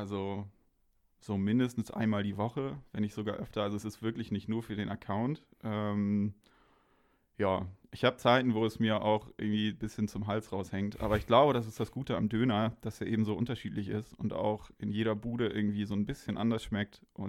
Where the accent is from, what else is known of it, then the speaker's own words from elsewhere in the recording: Hamburg, Germany; now in Kiel, Germany; bin fürs Studium hergezogen und irgendwie hat mich das überrascht, wie viele Dönerbuden es überhaupt in Kiel gibt. Ich komme aus Hamburg